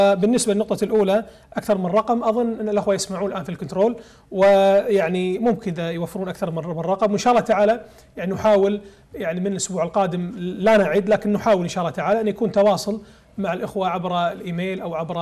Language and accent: Arabic; Kuwait; جزيرة فيليتش عندنا في الكويت